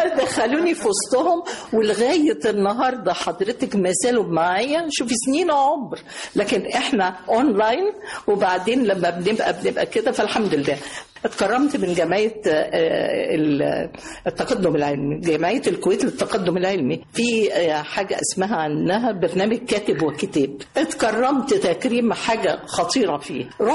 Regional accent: Egypt; بموت في مصر، بحب مصر. انا مصر، انا من مصر، انا بنت.

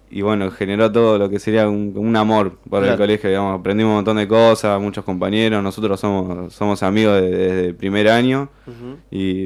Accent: La Plata, Buenos Aires Province, Argentina; Yo soy de Villa Garibaldi, antes de Parque Sicardi

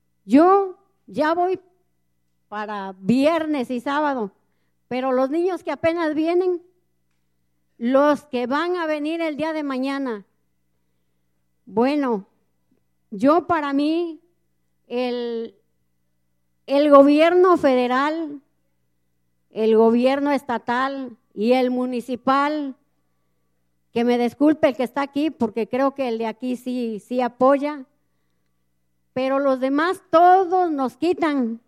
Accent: Ojo de Agua Grande, Veracruz, Mexico; vengo de Ojo de Agua Grande, municipio de Amaclán, Amaclán de los Reyes, Veracruz.

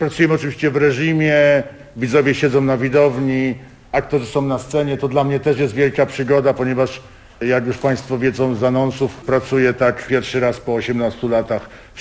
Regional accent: Tarnów, Lesser Poland, Poland; ja i Małgorzata Bulanda, scenograf tego spektaklu, jesteśmy z Tarnowa.

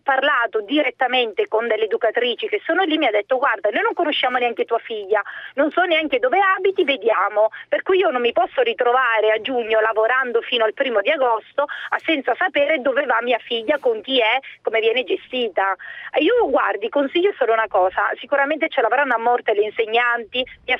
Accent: Sicily, Italy; now in Legnano, Italy; io sono siciliana e vivo a Legnano da anni

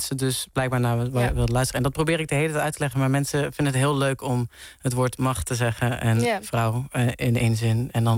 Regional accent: Venlo, Limburg, Netherlands; Ik kom uit Venlo.

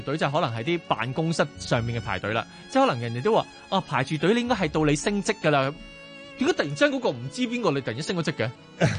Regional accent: Hong Kong; 我大家咧即係作為一個香港人咧，都已經好乖咁樣

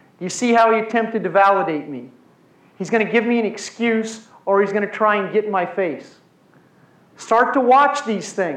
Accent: Missouri, United States; also born or lived in Iowa / Kansas; Now, Mark is in Kansas. I grew up in Missouri, Iowa, and Kansas.

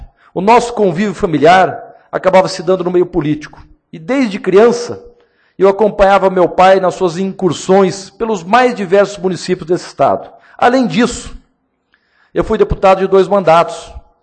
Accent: Londrina, Paraná, Brazil; eu sou do interior, sou nascido e criado em Londrina com muito orgulho.

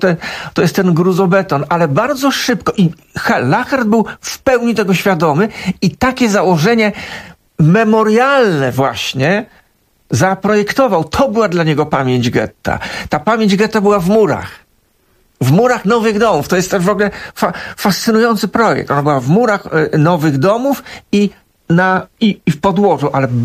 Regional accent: Warsaw, Masovian Voivodeship, Poland; born there; ja na Muranowie się urodziłem i to mnie określa w jakiś sposób tak tożsamościowo.

